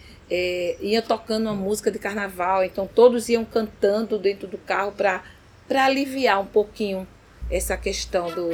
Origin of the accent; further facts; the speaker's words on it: Recife, Pernambuco, Brazil; born there; Nasci na Várzea, né? Fui a única de casa, de 8 filhos, que nasceu realmente aqui no Recife.